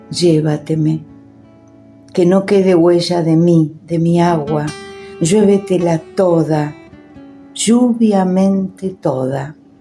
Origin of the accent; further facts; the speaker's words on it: Buenos Aires, Argentina; de Buenos Aires.